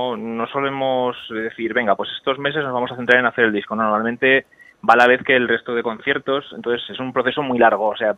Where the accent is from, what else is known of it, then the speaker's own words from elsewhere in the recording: Zaragoza, Aragon, Spain; somos de Zaragoza, pero tocamos casi más fuera de Zaragoza y nuestra comunidad que dentro